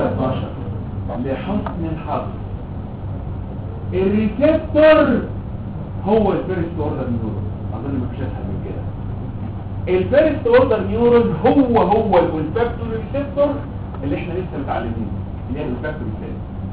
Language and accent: Arabic; Egypt; واول ما فتحوا الارسال عندنا في مصر